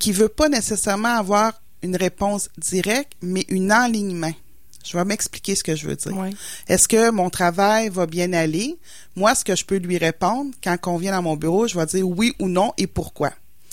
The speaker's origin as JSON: {"language": "French", "town": "Matane", "region": "Quebec", "country": "Canada", "said": "je viens de Matane, en bas, dans le Bas-Saint-Laurent, proche de l'entrée de la Gaspésie, comme on dit."}